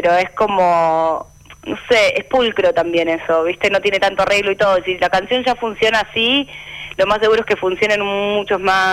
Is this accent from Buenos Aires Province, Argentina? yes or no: no; Rosario, Santa Fe, Argentina; now in Buenos Aires, Argentina; Yo soy de Rosario, entonces me vine a vivir a Buenos Aires a estudiar guitarra.